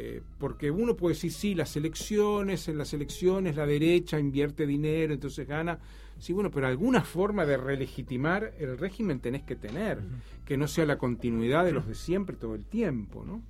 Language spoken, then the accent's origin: Spanish; Uruguay; como uruguayo queda siempre un poco lejos